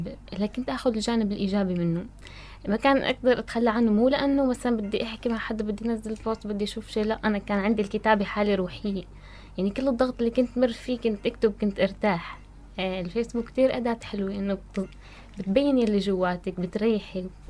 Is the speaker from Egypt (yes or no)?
no; Tartus, Tartus Governorate, Syria; لا أنا ساكنة بطرطوس من صغري.